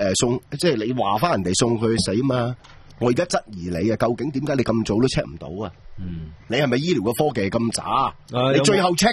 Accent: Hong Kong; 我不是中国人啊，我是香港人

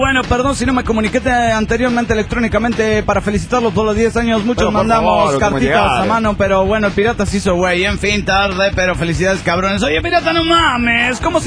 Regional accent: Ciudad Juárez, Chihuahua, Mexico; de Ciudad Juárez, México.

